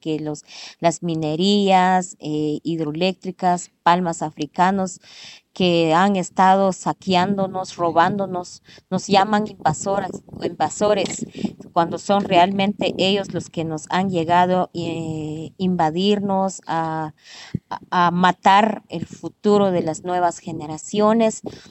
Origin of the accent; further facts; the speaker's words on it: Cahabón, Alta Verapaz, Guatemala; de mi pueblo Chicajón, Cabón, Alta Verapaz. Pues en este momento me encuentro en Europa